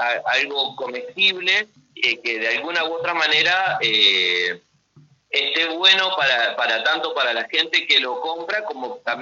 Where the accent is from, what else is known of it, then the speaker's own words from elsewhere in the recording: Mendoza, Argentina; now in Concordia, Argentina; Pasa que llegamos a Concordia, yo soy mendocino.